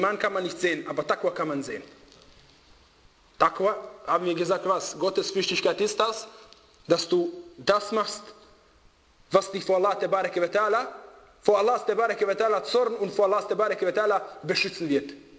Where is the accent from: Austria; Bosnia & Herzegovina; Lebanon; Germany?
Bosnia & Herzegovina; Wallahi, die schauen mich an, von wo bist du? Ich sage, aus Bosnien.